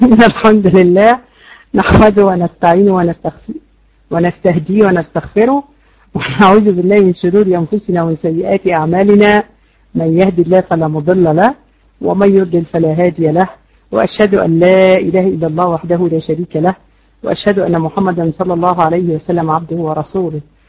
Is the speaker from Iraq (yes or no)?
no; Egypt; احنا عندنا يا جماعة 70% جهلة في مصر. احنا عندنا في مصر 70% أميين